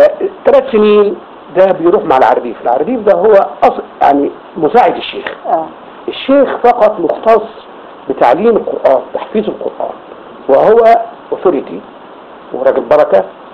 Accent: Qahafa, Gharbia, Egypt; الكتاب مقره في قريتنا بيت الشيخ وكان في قرية أحافة اعتقد كتابين اساسيين فقط

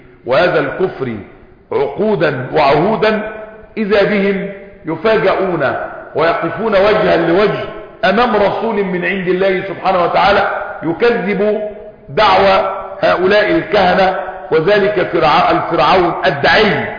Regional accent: Egypt; احنا مصريين وعارفين يعني الديرو غطاء

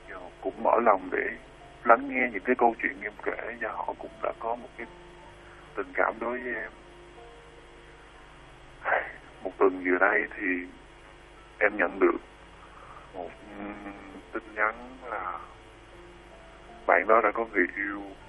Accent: Sóc Trăng, Vietnam; now in Tây Ninh, Vietnam; Quê em ở tận Sóc Trăng.

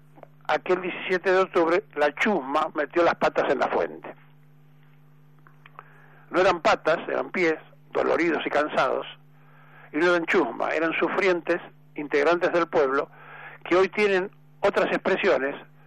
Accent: Argentina; ¿Quiénes somos los argentinos? ¿Quiénes somos? ¿Por qué somos como somos?

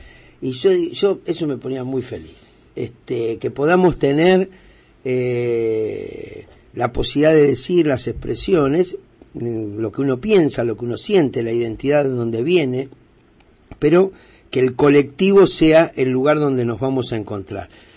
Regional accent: Argentina; Somos millones los argentinos que queremos otra realidad.

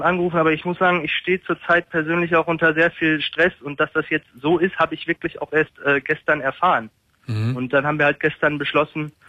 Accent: Münster, North Rhine-Westphalia, Germany; Und wir kommen eigentlich aus Münster

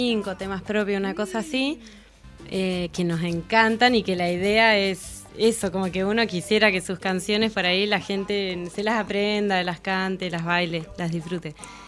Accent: Neuquén, Argentina; Yo de Neuquén, capital. De Neuquén.

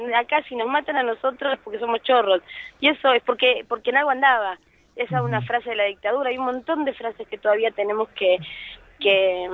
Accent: Argentina; nuestra identidad como argentinos

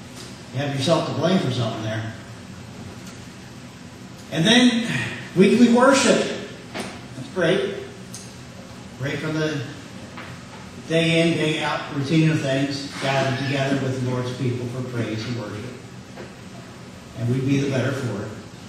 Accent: Philadelphia, Pennsylvania, United States; I want to say, I come from Philadelphia.

